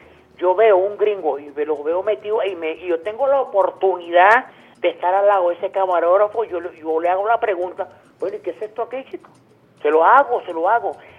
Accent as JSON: {"language": "Spanish", "country": "Venezuela", "said": "Yo como venezolano"}